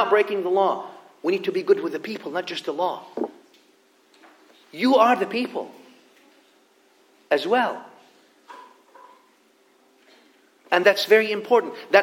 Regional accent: the South, United States; But I mean, I come from the South.

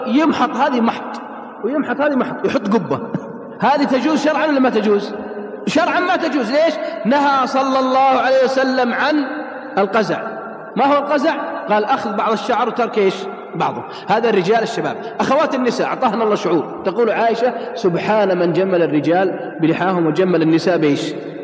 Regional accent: Riyadh, Riyadh Province, Saudi Arabia; عندنا في الرياض

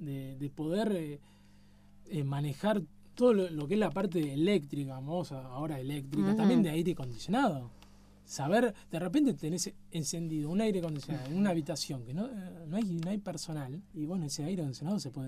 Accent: Argentina; yo como argentino te puedo decir que el país, tenemos un país muy grande

